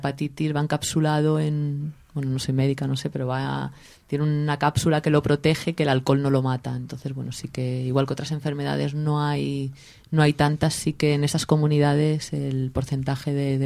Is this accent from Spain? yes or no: yes; Alicante, Valencian Community, Spain; Yo los conozco de toda la vida porque yo soy de Alicante de toda la vida.